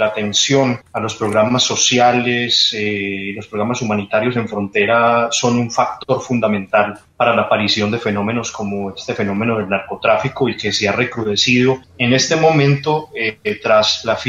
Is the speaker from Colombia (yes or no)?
yes; Colombia; Como colombiano, pues me siento también apenado por esta situación